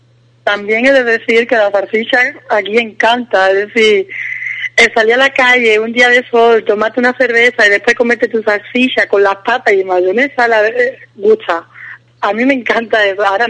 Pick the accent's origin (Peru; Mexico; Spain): Spain; now in Germany; tú como española sabes que no es lo tuyo, entonces prefieres no comerlo